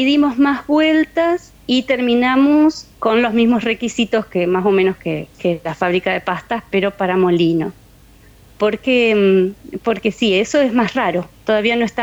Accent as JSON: {"language": "Spanish", "town": "Reconquista", "region": "Santa Fe", "country": "Argentina", "tie": "born or raised there", "said": "Y yo cuando era niña vivía en Reconquista, que es muy cerquita de Guadalupe Norte, son unos 20 kilómetros de donde están Irmina y Remo."}